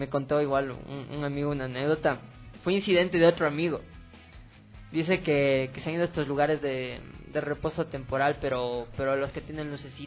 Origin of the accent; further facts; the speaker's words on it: Ecuador; feliz año a cada uno de ustedes, un poco atrasado como buen ecuatoriano